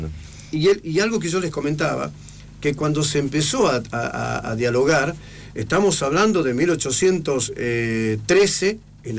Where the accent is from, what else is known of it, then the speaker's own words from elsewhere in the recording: Jujuy, Argentina; soy argentino, soy jujeño, coyo, mahuaqueño, de sangre quechua